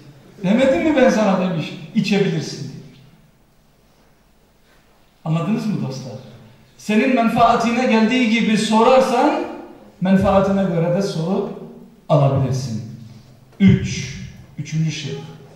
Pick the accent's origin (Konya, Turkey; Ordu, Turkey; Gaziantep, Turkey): Konya, Turkey; Ve bizim yöreye ait yemekler yapıyor. Ben Konya'lıyım malum bildiğiniz üzere.